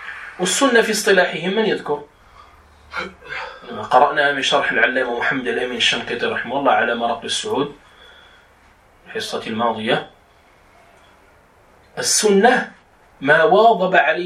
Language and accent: Arabic; Morocco; وهو المعروف عندنا بالخز، يعني في دارجتنا المغربية نقول الخز لهذا الطحلب وما على شاكلته.